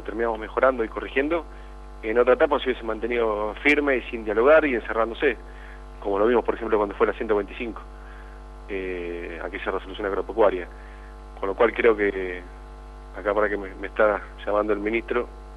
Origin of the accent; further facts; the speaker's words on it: Buenos Aires, Argentina; lo digo como bonaerense y como un bonaerense del interior más